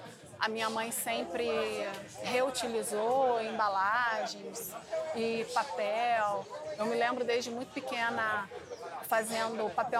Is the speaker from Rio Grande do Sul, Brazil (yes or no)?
no; Rio de Janeiro, Brazil; nascida e criada no Rio de Janeiro. Amo essa cidade. E atualmente eu moro aqui na Urca.